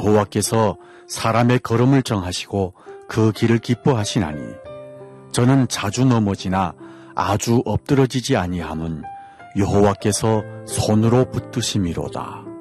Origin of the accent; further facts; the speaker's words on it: North Korea; now in Seoul, South Korea; 저는 탈북민